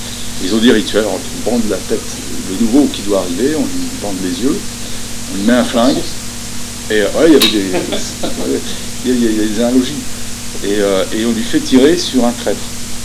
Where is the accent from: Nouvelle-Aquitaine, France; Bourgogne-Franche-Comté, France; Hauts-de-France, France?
Bourgogne-Franche-Comté, France; Le Creusot; also born or lived in Montchanin; Moi, je suis né au Creusot. Hein. Je suis né au Creusot, moi. Ouais, je suis creusotin.